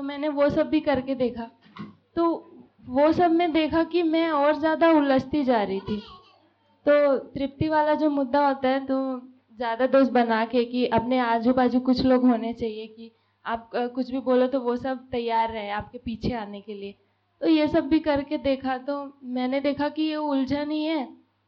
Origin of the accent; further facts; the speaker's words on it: Bargarh, Odisha, India; moved away as an adult; और मैं बरगढ़ से हूँ, ओडिशा से। और अभी मुझे यहाँ शिफ्ट हुए 4 महीने के आसपास होने वाले हैं। अभी मैं ही शिफ्ट हुई हूँ, मेरी फैमिली शिफ्ट नहीं हुई है, पर उनकी सहमति है।